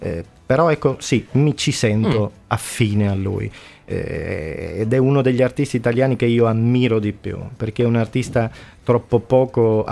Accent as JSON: {"language": "Italian", "region": "Sicily", "country": "Italy", "said": "la terra un po' forse c'entra, essendo siciliani entrambi"}